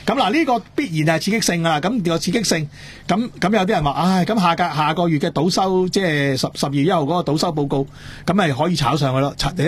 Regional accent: Hong Kong

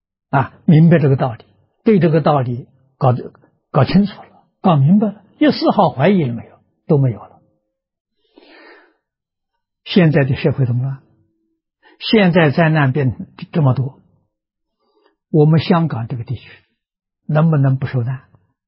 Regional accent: China; 我们中国人自古讲的孝亲尊师

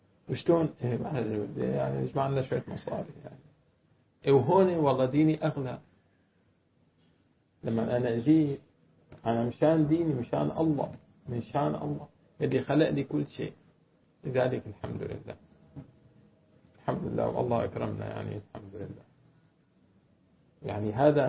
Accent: Syria; أنا سورية سورية بعضي سورية سورية لأنه سورية

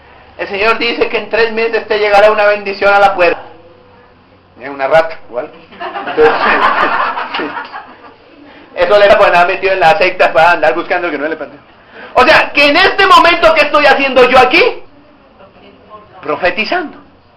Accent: Barranquilla, Atlántico, Colombia; born there; así la iglesia donde nací en Barranquilla

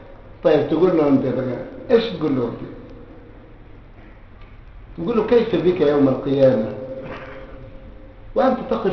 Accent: Egypt; عندنا في مصر يقول لك صام وفطر على بصرة

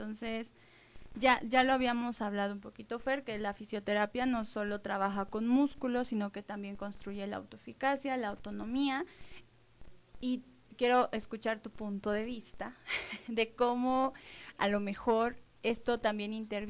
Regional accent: Mexico City, Mexico; yo soy de Ciudad de México

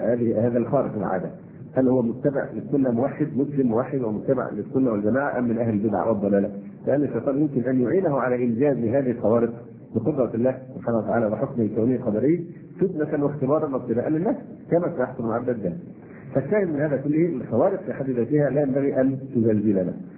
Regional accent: Egypt; ونحن مصريين ونعرف طبيعة بني جلدتنا

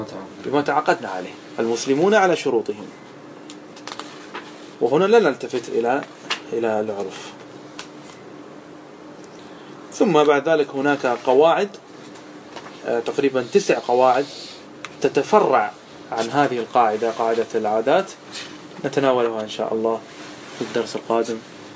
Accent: Qatar; وعندنا في قطر نسلم فقط من جهة واحدة

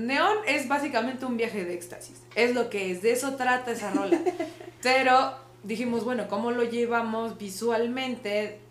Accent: Toluca, State of Mexico, Mexico; somos de Toluca, ¿no? O sea, somos una banda mexiquense y de la ciudad como tal. Si bien … nació en la Ciudad de México, … es del estado en Jiquipilco, pero todas crecimos aquí en la ciudad

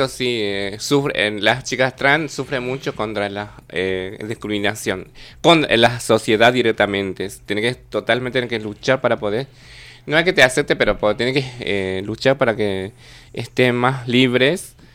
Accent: Paraguay; En mi país países... tampoco no hay todavía esa ley. Es re discriminado. Eso sí, en Paraguay no hay leyes.

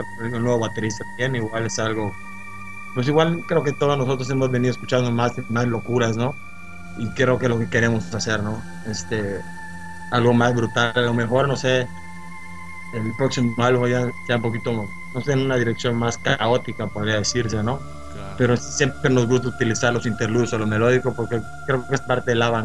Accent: Cozumel, Quintana Roo, Mexico; Y como te lo digo, soy de Cozumel.

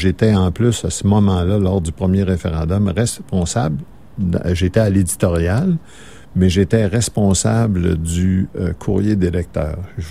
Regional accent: Saguenay, Quebec, Canada; Moi, je viens du Saguenay, comme je vous disais, puis chez nous, on est majoritaire chez nous. On est majoritaire au Saguenay, puis au Saguenay-Lac-Saint-Jean.

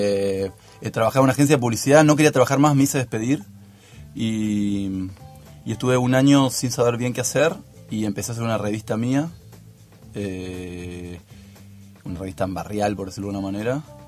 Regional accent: Chaco, Argentina; soy chaqueño

